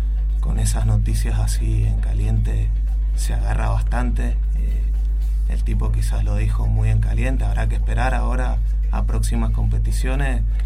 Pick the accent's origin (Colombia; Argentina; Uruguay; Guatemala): Argentina; de ponernos a pensar como argentinos dónde depositamos todo nuestro, todo el valor de lo que somos como país